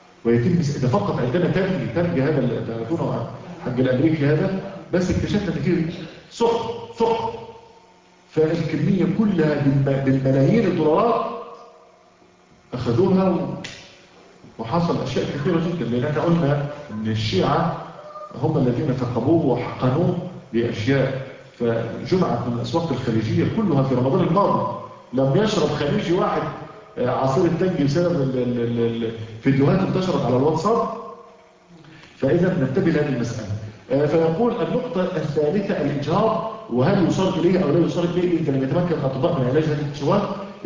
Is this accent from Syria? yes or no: no; Egypt; now in United States; وعلى فكرة احنا عندنا في مصر العسل المغشوش